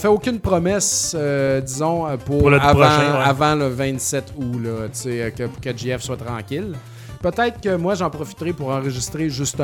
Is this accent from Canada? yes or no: yes; Saint-Joseph-de-Beauce, Quebec, Canada; parce que je viens de Saint-Joseph-de-Beauce